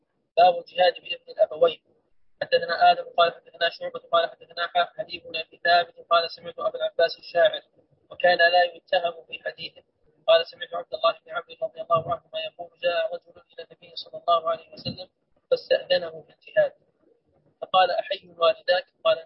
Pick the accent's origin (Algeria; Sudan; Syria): Sudan; يقولون عندنا في السودان ضامن 5 و10